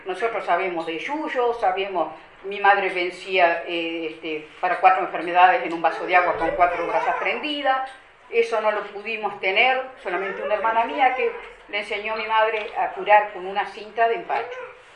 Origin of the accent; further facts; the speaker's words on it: Río Negro, Uruguay; Nosotros somos de Río Negro, de Yun.